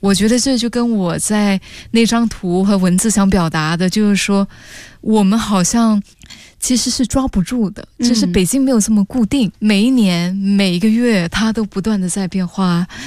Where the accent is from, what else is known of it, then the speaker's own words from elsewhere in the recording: Singapore; 我是新加坡人啊，可是我知道我拍新加坡的话，它就只是新加坡的故事